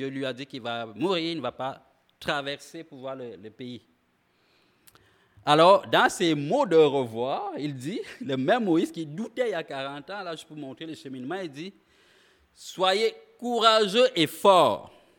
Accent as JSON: {"language": "French", "region": "Quebec", "country": "Canada", "said": "comme on dit chez nous au Québec, amoché"}